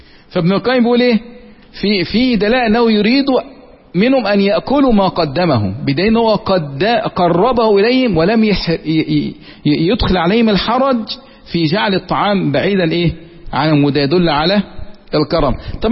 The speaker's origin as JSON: {"language": "Arabic", "country": "Egypt", "accent": "Egyptian", "said": "زي ما احنا في لهجتنا المصرية كده"}